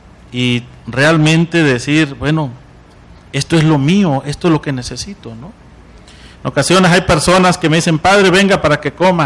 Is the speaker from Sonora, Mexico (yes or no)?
yes; Sonora, Mexico; now in Oaxaca, Mexico; Yo vengo del estado de Sonora. Yo estoy de misión en Oaxaca y es una cultura diferente que me he tenido que adaptar